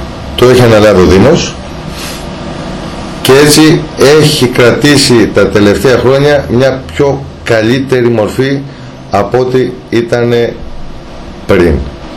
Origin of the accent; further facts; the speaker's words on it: Aspropyrgos, Attica, Greece; η Δυτική Αττική, από όπου κατάγομαι, από τον Ασπρόπυργο, το θριάσιο πεδίο δεν έχει μόνο μόλυνση, αλλά έχει και παράδοση.